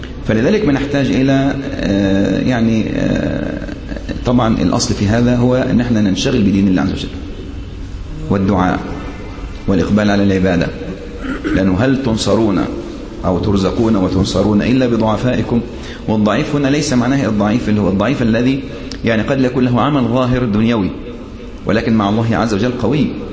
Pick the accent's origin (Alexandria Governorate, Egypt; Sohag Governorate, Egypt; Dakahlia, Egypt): Sohag Governorate, Egypt; Sohag; أذكر في بلدي، يعني أنا من سوهاج، كنت أذهب وعمري تقريبا حوالي 10 سنوات أو 15 سنة